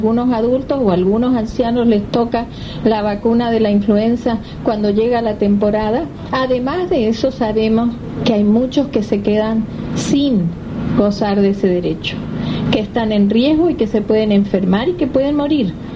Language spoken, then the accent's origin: Spanish; Córdoba, Argentina; pero soy argentina, de Córdoba